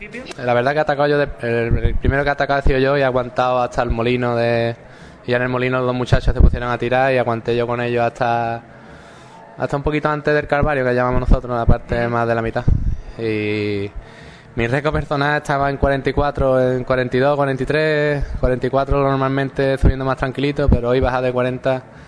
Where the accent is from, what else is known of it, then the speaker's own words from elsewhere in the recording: Ronda, Andalusia, Spain; Nosotros venimos de Ronda, que en Ronda también se hacen muy buenas carreras